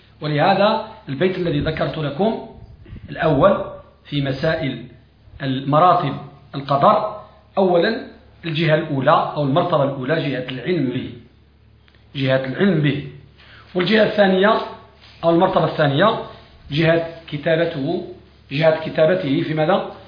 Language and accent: Arabic; Morocco; وبعضهم عندنا في المغرب